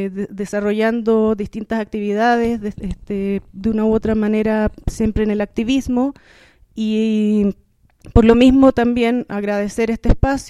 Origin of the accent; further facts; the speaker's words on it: Chile; es fuerte para nosotras como chilenas que hemos estado esperando durante mucho tiempo este despertar de nuestra gente